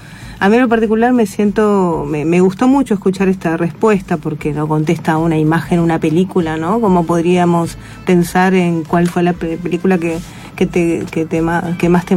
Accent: Mercedes, Buenos Aires Province, Argentina; yo crecí en Mercedes, provincia de Buenos Aires. Es una ciudad donde está, bueno, pasando Luján, zona oeste, donde está la cárcel de Mercedes

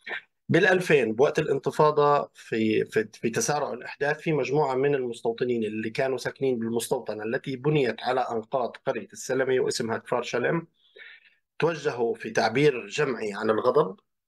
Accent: Palestine; احنا كفلسطينيين ما إلنا علاقة بشو بيصير بعد ال 48

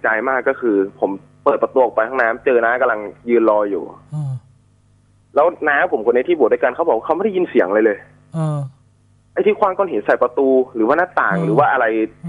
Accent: Loei, Thailand; ก็ผมเป็นคนจังหวัดเลยครับ

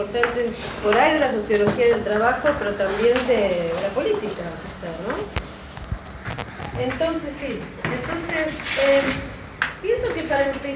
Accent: Buenos Aires, Argentina; now in England, United Kingdom; Como podrán escuchar, yo soy de Buenos Aires, así que para mí es un placer estar acá. Vivo en Inglaterra.

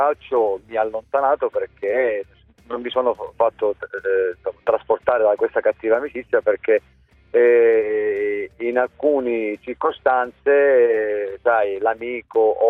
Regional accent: Palermo, Sicily, Italy; essendo anche siciliano e palermitano, ovunque andavo la prima cosa che dicevano: mafioso.

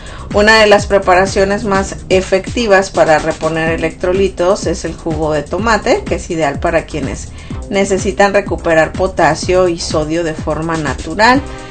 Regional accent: Sonora, Mexico; por ejemplo en Sonora, de donde yo soy, ya está totalmente extremo el calor

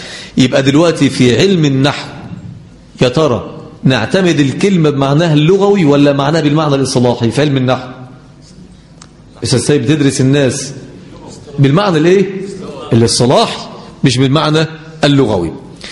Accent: Egypt; احنا عندنا في مصر البراد اللي هو ايه؟ اللي بنغلي فيه المية

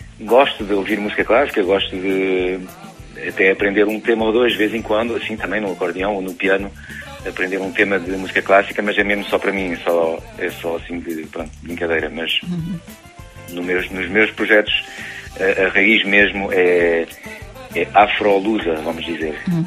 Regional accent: France; vivendo em França, nasci e cresci em França e depois, mais tarde, quis ligar-me às minhas raízes portuguesas

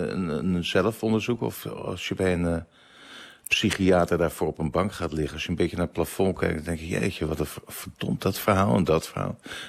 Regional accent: Amsterdam, North Holland, Netherlands; ik kom uit Amsterdam-Zuid en het was natuurlijk, maar dat was voor mij een.

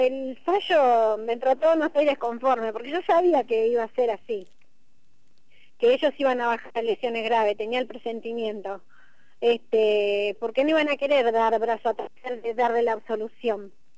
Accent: Moreno, Buenos Aires Province, Argentina; Nosotros somos del barrio Sanguinetti, en partido de Moreno.

